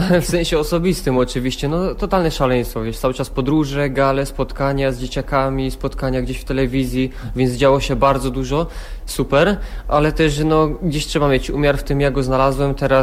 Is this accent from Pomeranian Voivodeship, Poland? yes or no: no; Bojszowy, Silesian Voivodeship, Poland; Dokładnie jestem z Bojszów. To jest jakby w takim trójkącie między Pszczyną, Tychami a Oświęcimiem.